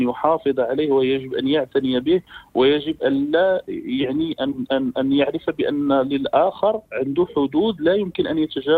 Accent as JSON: {"language": "Arabic", "country": "Morocco", "said": "واللي للأسف منتشرة عندنا في المغرب"}